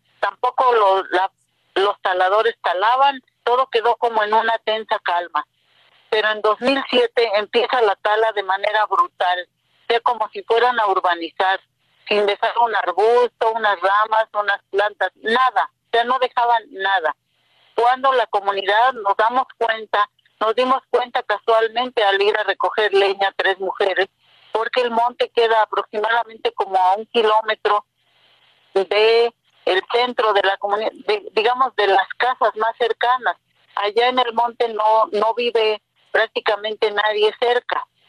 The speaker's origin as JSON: {"language": "Spanish", "town": "Zacacuautla", "region": "Hidalgo", "country": "Mexico", "tie": "born or raised there", "said": "de Zacacuautla, Acasochitlán, Hidalgo. Mi pueblo es en la Sierra Norte de Hidalgo, colindando con la Sierra Norte de Puebla. Es un lugar muy propicio para lo forestal."}